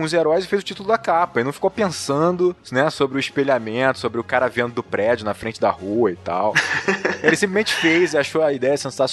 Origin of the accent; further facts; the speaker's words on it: Rio de Janeiro, Brazil; Não, eu sou carioca, sou do Rio de Janeiro